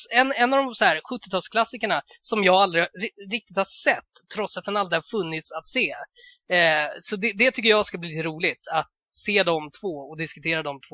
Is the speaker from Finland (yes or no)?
no; Norrköping, Östergötland, Sweden; att jag var från Norrköping och var tvungen att säga det, att som en mindre stad.